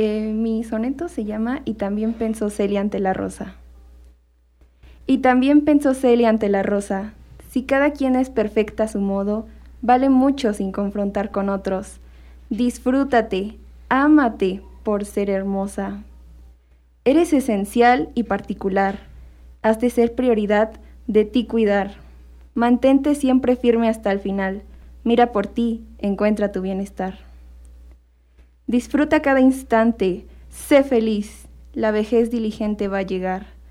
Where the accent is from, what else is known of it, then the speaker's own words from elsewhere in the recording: Santa Isabel Chalma, State of Mexico, Mexico; Soy de Santa Isabel Chalma, que le pertenece al municipio de Amecameca.